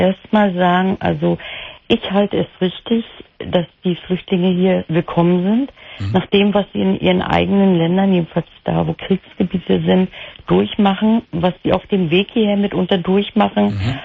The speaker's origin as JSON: {"language": "German", "region": "Mecklenburg-Vorpommern", "country": "Germany", "said": "Mecklenburg-Vorpommern."}